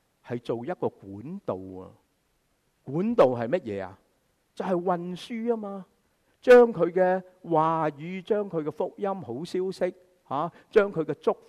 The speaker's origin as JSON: {"language": "Chinese", "country": "China", "said": "我们中国人就会说是貔貅"}